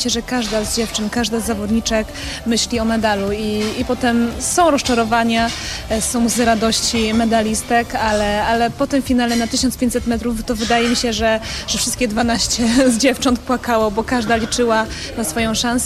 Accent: Pomeranian Voivodeship, Poland; Pochodzę z Kaszub, mieszkam cały czas na Kaszubach. Szwajcaria Kaszubska, jeziora, kiedyś żeglowałam, więc naprawdę uwielbiam miejsce, z którego pochodzę

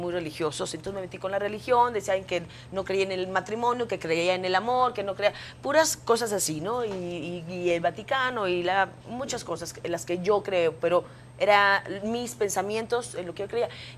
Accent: Mexico; yo siempre defiendo mucho México porque antes que nada yo soy mexicana

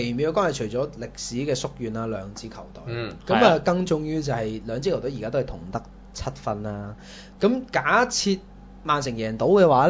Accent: Hong Kong; 即係我哋香港人都會覺得

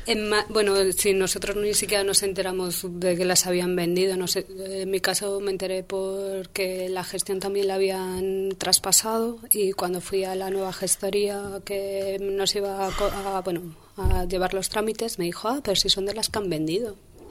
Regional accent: Madrid, Community of Madrid, Spain; como ciudadana madrileña quería saber a quién habían vendido la vivienda de protección oficial que habíamos pagado todos los madrileños

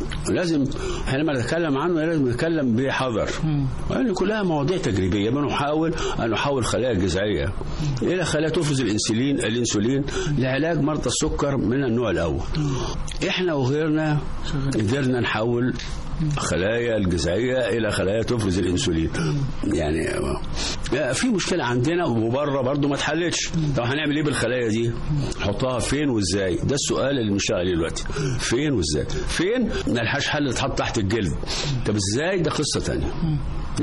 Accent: Egypt; ما احنا مصريين اهو

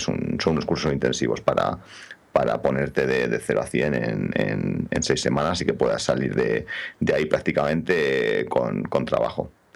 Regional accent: Madrid, Community of Madrid, Spain; Soy un chaval de Madrid

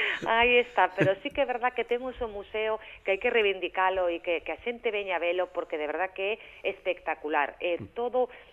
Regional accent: Monforte de Lemos, Galicia, Spain; Pero moitas veces ali, cando me dicen, ai, ti eres de Lugo, digo, sí, pero bueno, son de Monforte.

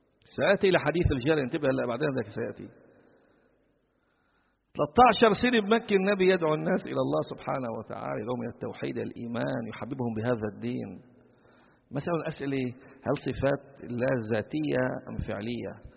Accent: Sidon, South Governorate, Lebanon; كما في البلدة القديمة عندنا في صيدا

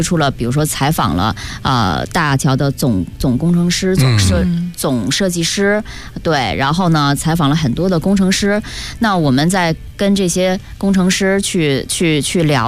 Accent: China; 也说明哈，我们中国人。中国的网民是他的感情是非常的淳朴的

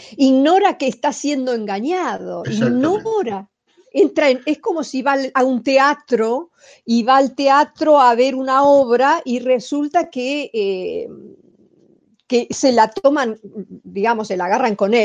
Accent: Argentina; porque soy argentina y porque me interesa, por ejemplo, Argentina.

